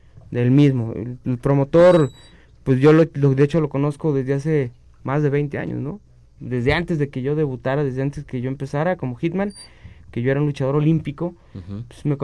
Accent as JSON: {"language": "Spanish", "country": "Mexico", "said": "soy mexicano"}